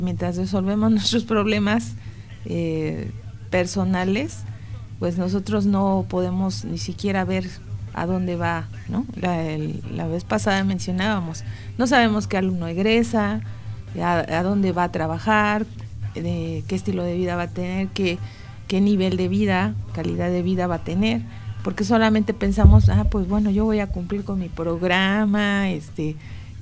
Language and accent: Spanish; Mexico; como mexicanos